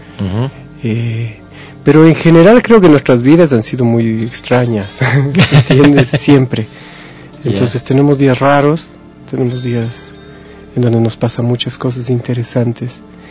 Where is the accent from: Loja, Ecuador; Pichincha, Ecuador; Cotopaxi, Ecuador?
Pichincha, Ecuador; Quito; yo soy ecuatoriano, soy quiteño.